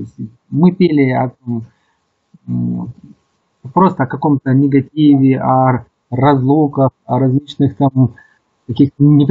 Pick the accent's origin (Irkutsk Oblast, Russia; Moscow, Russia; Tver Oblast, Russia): Irkutsk Oblast, Russia; moved away; сами мы из Сибири. Я из Иркутской области приехал в столицу